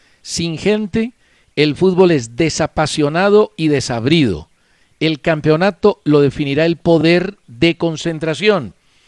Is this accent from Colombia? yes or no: yes; Colombia; Una cosa es mi raciocinio como periodista y otra cosa es mi deseo como colombiano.